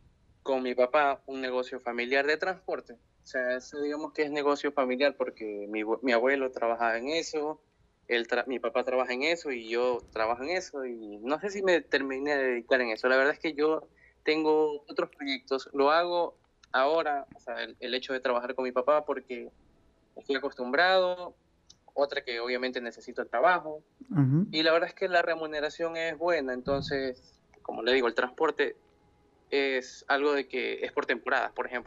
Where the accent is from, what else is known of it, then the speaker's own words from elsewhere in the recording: Ecuador; yo soy de Ecuador, tengo 22 años